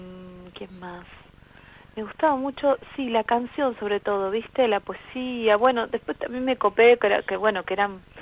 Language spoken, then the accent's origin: Spanish; Buenos Aires Province, Argentina; Yo me crié en Buenos Aires, en el conurbano, pero bueno, toda mi familia es del litoral, toda, Entonces siempre era estar acá durante la época de clases, después irse todo el verano para allá